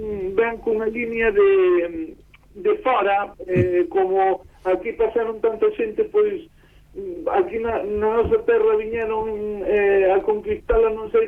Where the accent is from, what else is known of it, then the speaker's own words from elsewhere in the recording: Mondoñedo, Galicia, Spain; na zona de onde son eu, a zona de Alfós, Mondoñedo